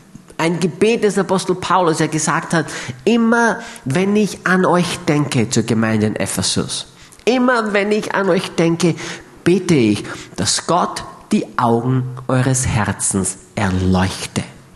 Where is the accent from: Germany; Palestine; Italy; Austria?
Austria; Aber bei uns in Österreich ist das ganz anders.